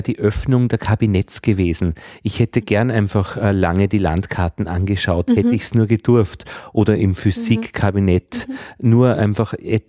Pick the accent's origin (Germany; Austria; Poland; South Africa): Austria; Ist der Graubereich, aber da sind wir Österreicher eh gut.